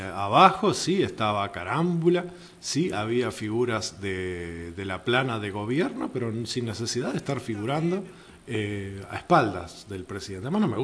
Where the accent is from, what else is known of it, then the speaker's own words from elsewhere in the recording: Uruguay; Yo lo que creo que el factor sorpresa como uruguayo es muy previsor.